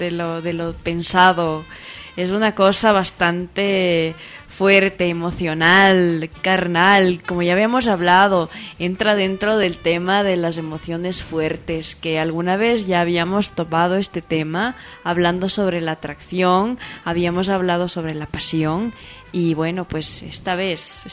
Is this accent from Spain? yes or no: yes; Tarragona, Catalonia, Spain; Venimos de Farragona, venimos de España.